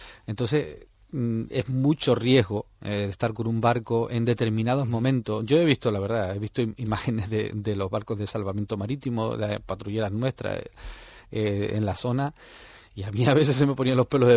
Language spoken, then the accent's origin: Spanish; Canary Islands, Spain; yo la viví de pequeño en La Palma